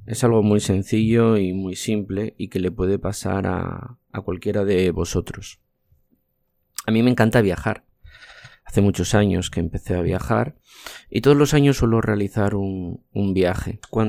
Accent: Asturias, Spain; Soy un asturiano al que le gusta la fotografía.

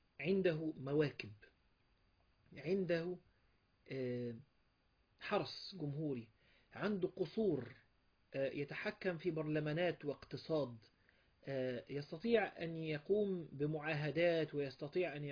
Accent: Egypt; ممكن ده مش عندنا في مصر

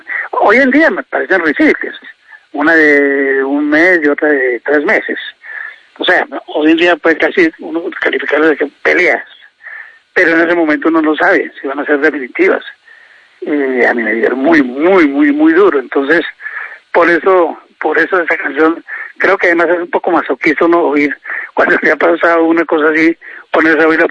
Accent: Bogotá, Colombia; also born or lived in Mesitas del Colegio; donde mis papás vivieron, donde nacimos los primeros 5 hijos. Solo que al nacer yo, a los poquitos meses de nacer, la familia se vino para Bogotá.

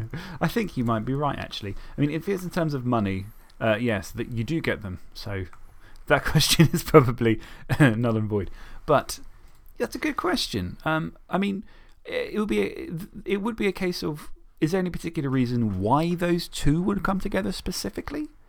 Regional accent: Isle of Wight, South East England, United Kingdom; because I'm from the Isle of Wight, Southampton and Portsmouth has merged into one because it was always the mainland.

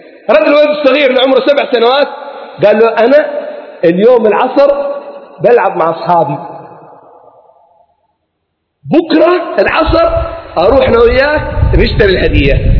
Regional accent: Mukalla, Hadhramaut, Yemen; born there; خريج المعهد العالي للتوجيه والإرشاد، من مواليد المكلا، الأصل من حضرة من دوعن،

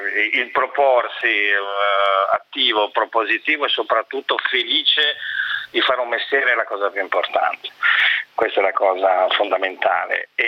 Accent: Trieste, Friuli-Venezia Giulia, Italy; Ma mi viene da dire, sono triestino

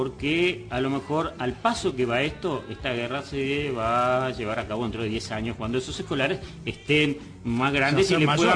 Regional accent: Uruguay; me duele decirlo porque yo también soy uruguayo

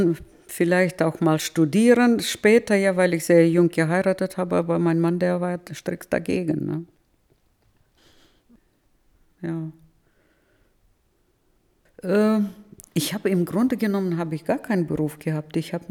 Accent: Novotroitsk, Orenburg Oblast, Russia; German is a second language; now in Germany; Und ich komme aus Novotroiz, das sind nur 20 Kilometer Differenz.

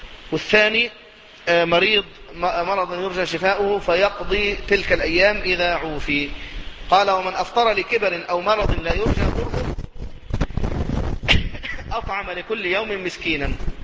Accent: Egypt; يعني أنا من أهل مصر

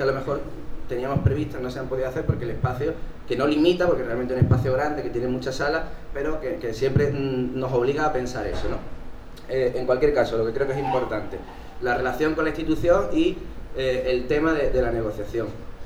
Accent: Málaga, Andalusia, Spain; vengo de Málaga.

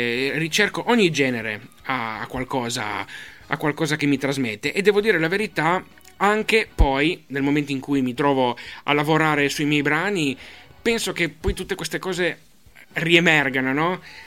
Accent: Genoa, Liguria, Italy; dato che io vengo da Genova, non posso esimermi

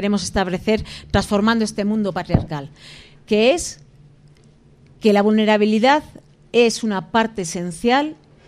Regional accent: Basque Country, Spain; born there; en esa pequeña parte del mundo donde yo nací, que es el País Vasco

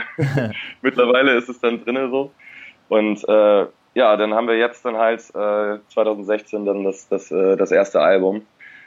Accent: Eckernförde, Schleswig-Holstein, Germany; also born or lived in Kiel; now in Berlin, Germany; Aus Schleswig-Holstein, aus dem kleinen, beschaulichen Eckernförde. Kleiner Kurort direkt an der Ostsee. Und ja, von da aus erstmal in die große Stadt nach Kiel und dann weiter nach Berlin gezogen.

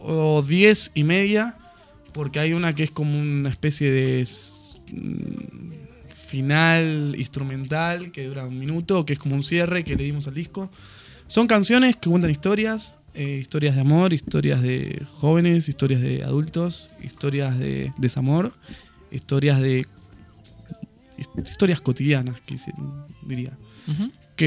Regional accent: Ramos Mejía, Buenos Aires Province, Argentina; Somos, sí, somos de Ramos Mejía y los alrededores de Aedo, oeste de la provincia de Buenos Aires.

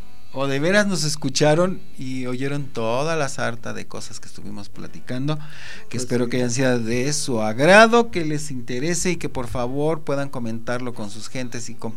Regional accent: Mexico; como mexicanos hemos criticado o de ¿cómo se podría decir?

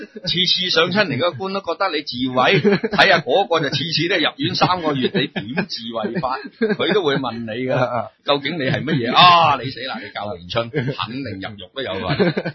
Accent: China; 因为我哋中国人咧，同人哋即系，所以我哋依家教学都系噶。

